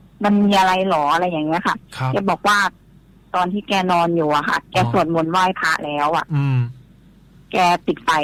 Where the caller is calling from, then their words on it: Thailand; ชัยภูมิค่ะ